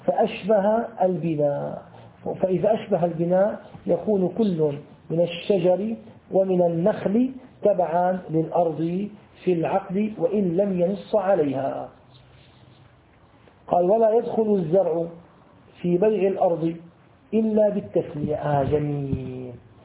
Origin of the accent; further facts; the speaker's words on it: Syria; ومثل نسموه عندنا في سوريا البلوك